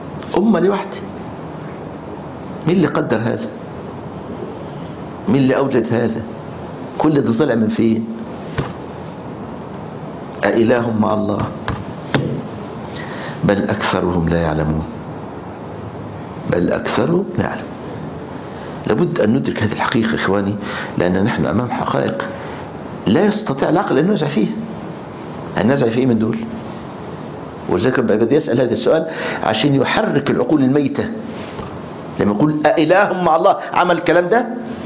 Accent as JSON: {"language": "Arabic", "country": "Egypt", "said": "كنا بنطلع رحله نصطاد سمك في البحر الاحمر عندنا في مصر"}